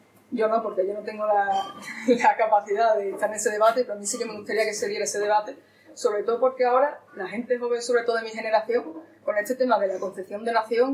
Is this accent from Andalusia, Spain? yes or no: yes; Andalusia, Spain; Esa es la única riqueza que Europa ve que puede traernos a los andaluces en este momento, ¿no? Que somos la playa de Europa, básicamente.